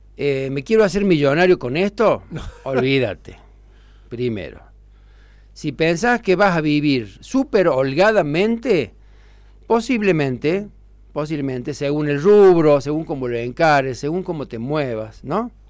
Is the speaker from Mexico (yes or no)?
no; La Falda, Córdoba, Argentina; born there; now in Villa Giardino, Argentina; Yo soy nacido en La Falda. Mi familia toda completa es de La Falda.